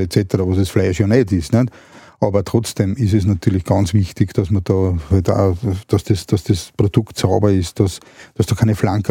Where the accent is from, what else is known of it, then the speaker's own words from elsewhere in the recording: Austria; Und da sind wir Österreicher immer ganz vorne.